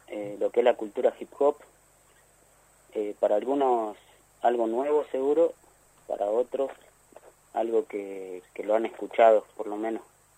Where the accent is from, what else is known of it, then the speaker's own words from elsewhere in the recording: Gobernador Castro, Buenos Aires, Argentina; Sí, sí, oriundo de Gobernador Castro.